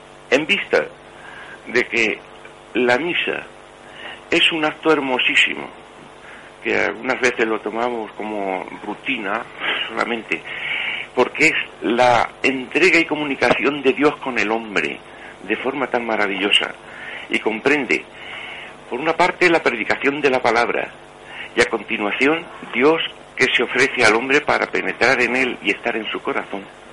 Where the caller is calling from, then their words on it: Madrid, Community of Madrid, Spain; soy un madrileño, aquí está hablando